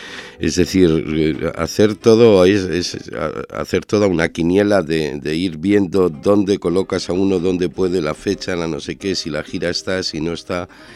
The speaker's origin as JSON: {"language": "Spanish", "region": "northern Spain", "country": "Spain", "lives_now": "Ecuador", "said": "En mi país, lo de mi tierra, yo soy del norte y él era"}